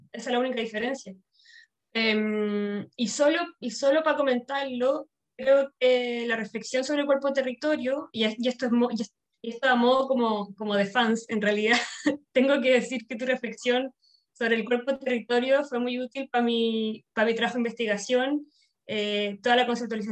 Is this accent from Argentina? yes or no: no; Chile; now in Madrid, Spain; Porque llegué a Madrid, yo soy chilena, llegué a Madrid